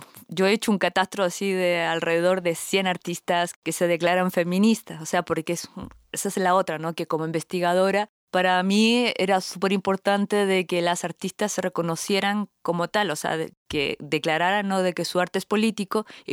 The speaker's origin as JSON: {"language": "Spanish", "country": "Chile", "said": "Yo particularmente, que soy chilena, o sea, nací en Chile"}